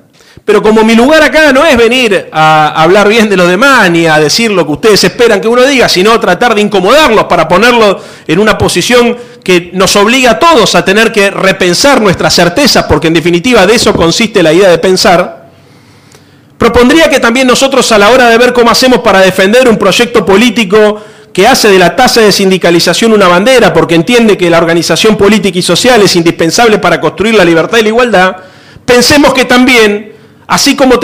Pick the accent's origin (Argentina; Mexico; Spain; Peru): Argentina; Buenos Aires; Yo vengo de la ciudad de Buenos Aires